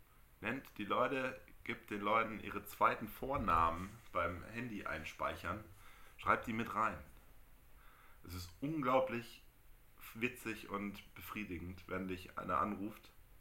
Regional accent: Germany; Meistens ist wir als Deutsche sind ja immer relativ schlecht gelaunt tagsüber.

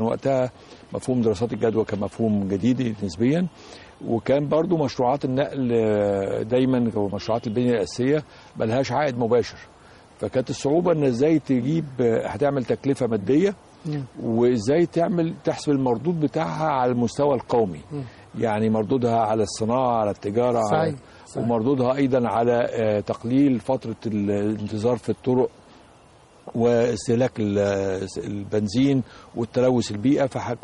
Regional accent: Alexandria, Alexandria Governorate, Egypt; أنا أصلا سكندري الأصل، ولدت في مدينة الإسكندرية، وتعلمت في مدارس مصر هنا في الإسكندرية أيضا، وتخرجت من الجامعة في الإسكندرية، وعملت أيضا في الأكاديمية في الإسكندرية في أول حياتي.

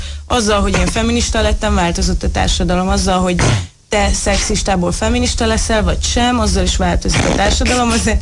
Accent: Szabolcs-Szatmár-Bereg, Hungary; vagy azért, mert nő vagyok, vagy azért, mert szabolcsi vagyok.

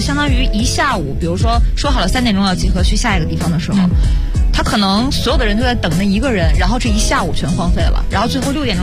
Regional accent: China; 我觉得我是中国人

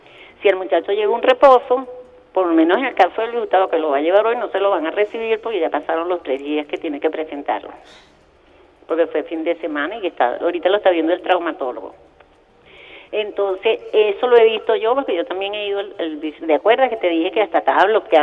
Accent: Venezuela; yo también soy venezolana

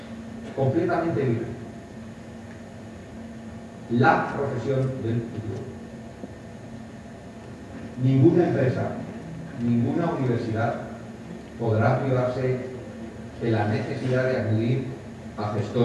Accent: Valencian Community, Spain; como valenciano, estoy convencido de que hay un futuro fantástico en nuestra comunidad

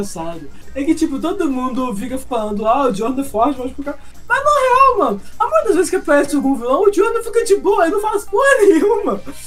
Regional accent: Brazil; Eu, como brasileiro, não entendo uma palavra do que os caras dizem.

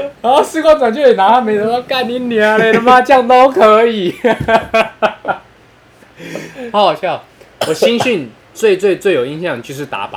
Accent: Taoyuan, Taiwan; 因为我是桃园人嘛，

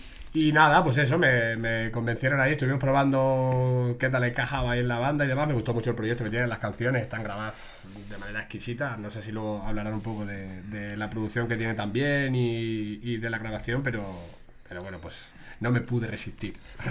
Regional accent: Badajoz, Extremadura, Spain; now in Madrid, Spain; Yo soy de Badajoz. Y llevo aquí, no sé, 8 años en Madrid

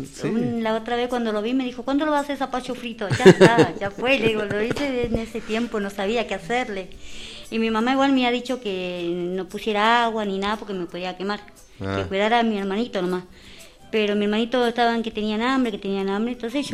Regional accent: Puerto Madryn, Chubut, Argentina; also born or lived in Mendoza; yo soy de Puerto Madryn. Ah. O sea, nacida en Mendoza y criada en Puerto Madryn.

